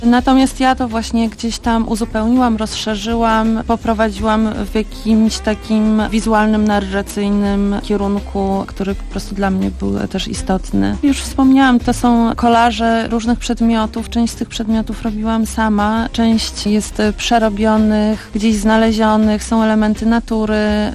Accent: Tricity, Pomeranian Voivodeship, Poland; To jest bardzo ciekawa historia, ponieważ obie jesteśmy z Trójmiasta, ale w Trójmieście się nie poznałyśmy.

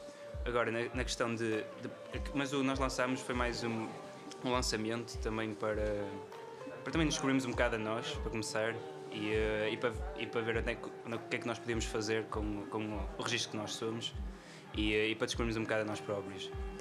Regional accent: Barcelos, Braga, Portugal; eu vim de Barcelos, ele de Braga. Eu tenho já uma, não quero dizer uma escola, mas há muita música lá em Barcelos

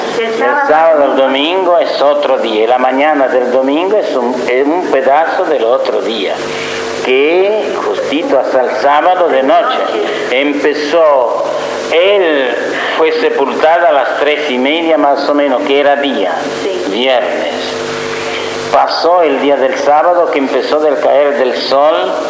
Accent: Italy; Spanish is a second language; moved away; Y el que yo estudié de niño en Italia añadía una palabra

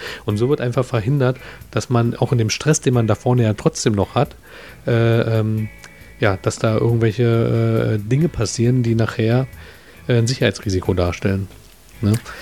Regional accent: Berlin, Germany; Also ich bin ja auch Berliner

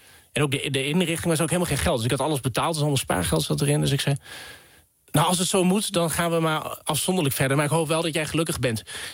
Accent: Vaassen, Gelderland, Netherlands; ik kom uit Vaassen, dus een dorp in de gemeente Epe. Midden in stikstofgebied op dit moment.

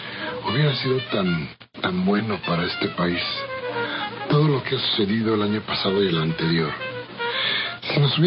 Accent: Mexico; esta idea a no pensar más como los mexicanos queremos

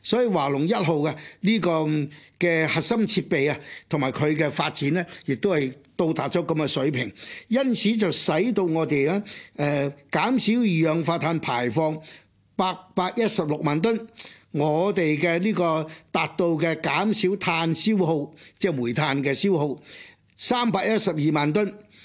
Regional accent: Hong Kong; 我哋香港人好清楚

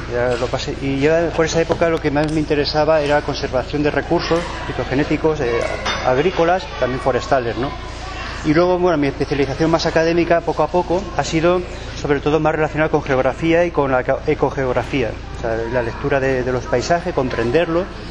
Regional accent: Balearic Islands, Spain; vengo de Mallorca

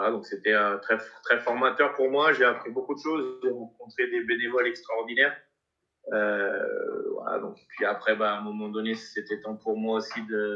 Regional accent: Auvergne-Rhône-Alpes, France; Ouais, région lyonnaise

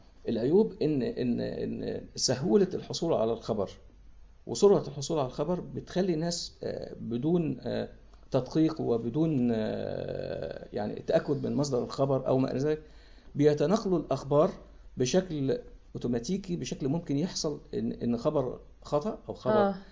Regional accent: Egypt; وفي اللي حصل عندنا في مصر

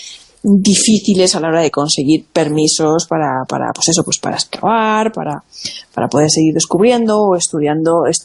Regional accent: Monforte del Cid, Valencian Community, Spain; Luisa Pastor es de mi pueblo, de Monforte de Cid

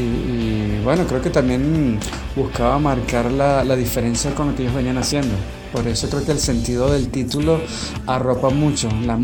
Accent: Venezuela; Todos nosotros que somos venezolanos

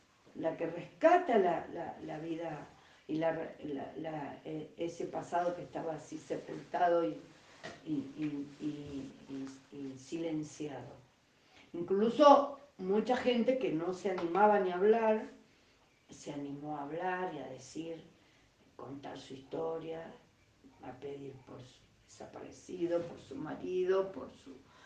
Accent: Córdoba, Argentina; now in Buenos Aires, Argentina; yo salí de Córdoba a Buenos Aires, después de la fuga salí a Buenos Aires y viví en Buenos Aires 76-77

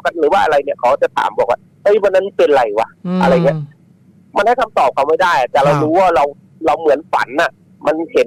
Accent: Thailand; นั่นแหละคนทางเหนือคืออุตรดิษฐ์มันไม่เหนือแท้ไง

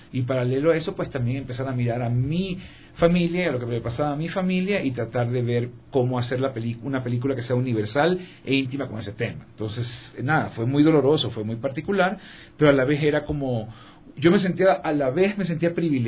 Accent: Portoviejo, Manabí, Ecuador; a raíz del terremoto, pues yo soy de Puerto Viejo y tenía que quería ir a ver cómo estaba la ciudad

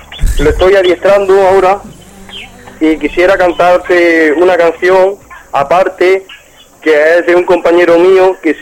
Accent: Bailén, Andalusia, Spain; De aquí, de Bailén.

